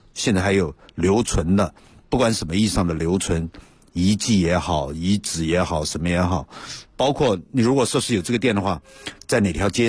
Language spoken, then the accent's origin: Chinese; southern China, China; 我自己从小我也是南方长大，一直到23岁以前一直在南方。